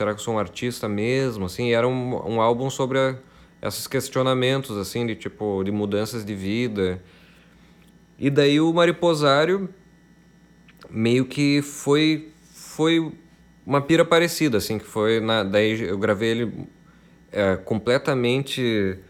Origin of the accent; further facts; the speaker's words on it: Passo Fundo, Rio Grande do Sul, Brazil; moved away as an adult; now in Porto Alegre, Brazil; ele fala muito sobre a cidade da onde eu vim, que é Passo Fundo, né? A cidade onde eu cresci e tal, e fui embora dela com 19 anos para mudar Porto Alegre.